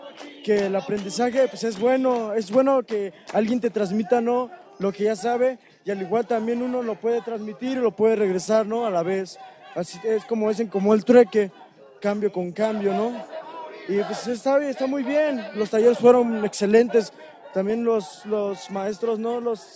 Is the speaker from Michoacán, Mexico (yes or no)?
yes; Cherán, Michoacán, Mexico; Soy proveniente aquí de Cherán.